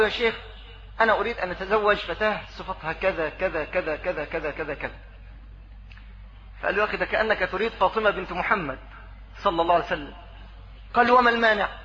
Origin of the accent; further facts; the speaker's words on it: Egypt; لا سيما في بلدنا مصر